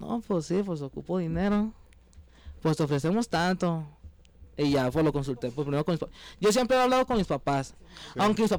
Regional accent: Guadalajara, Jalisco, Mexico; Bueno, yo soy de Oblatos, yo soy de Oblatos, pero allá radico, allá para el lado de Puente Grande.

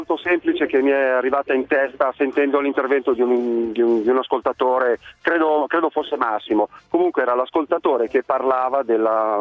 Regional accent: Milan, Lombardy, Italy; mi fa schifo il risotto con lo zafferano, che sono milanese.

